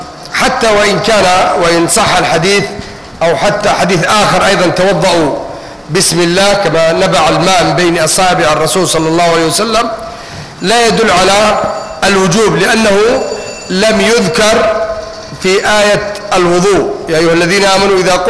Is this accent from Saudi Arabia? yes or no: no; Egypt; accent: Egyptian; أما إذا كان الدرس كله مش واضح ده حنضطر نتكلم باللهجة المصرية وخلاص